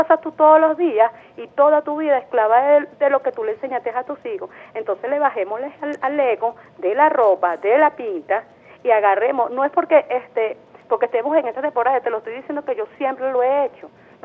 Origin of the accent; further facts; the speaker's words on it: Venezuela; como somos todas las venezolanas